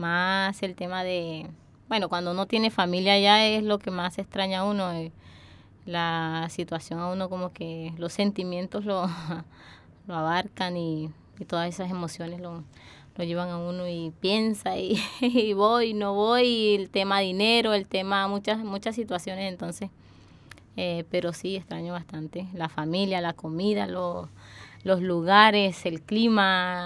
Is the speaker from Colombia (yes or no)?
yes; Guamal, Magdalena, Colombia; born there; Yo nací en Guamal, Magdalena, en Colombia. En un pueblo de la costa norte de Colombia, por donde pasa el río Magdalena y está, la verdad, es una zona de clima cálido.